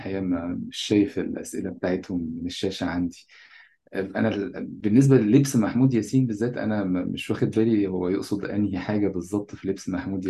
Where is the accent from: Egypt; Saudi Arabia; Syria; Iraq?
Egypt; يعني تصوراتنا كمصريين بشكل عام عن فلسطين عادة تصورات مضحكة جدا